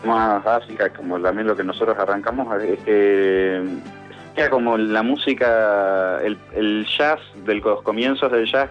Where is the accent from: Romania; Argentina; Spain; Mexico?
Argentina; Paraná, Entre Ríos; En Santa Fe, yo soy de Paraná